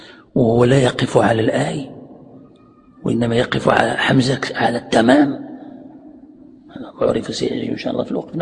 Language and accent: Arabic; Morocco; يعني عندنا في المغرب يعني معروف هذا